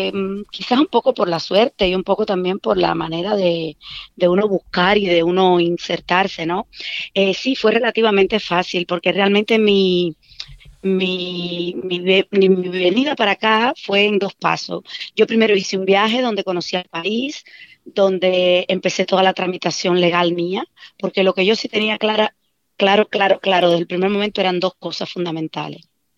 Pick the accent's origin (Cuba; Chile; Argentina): Cuba; moved away; yo recito unos poemas de mi tierra. de autores de mi tierra, de Nicolás Guillén, de José Martí